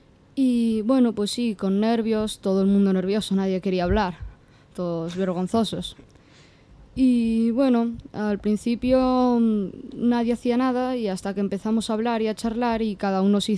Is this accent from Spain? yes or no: yes; Barcelona, Catalonia, Spain; born there; accent: Mexican; No, el acentillo que me pillarás es mexicano.